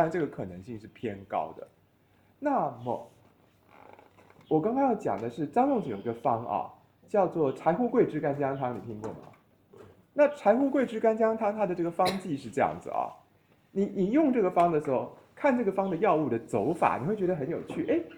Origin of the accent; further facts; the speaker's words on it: Taiwan; 我作为台湾人对中国人说一句不敬的话啊